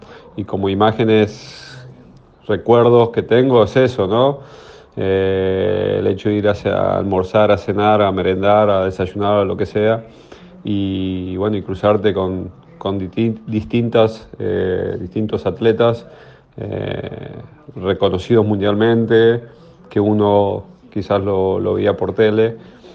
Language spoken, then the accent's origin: Spanish; Argentina; lo viví como un argentino más y como un basquetbolista más